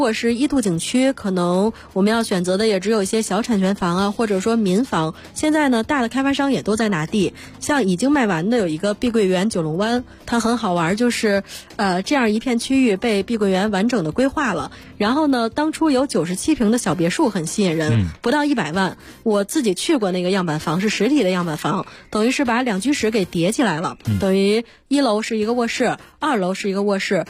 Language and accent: Chinese; Beijing, China; 比如说咱们北京人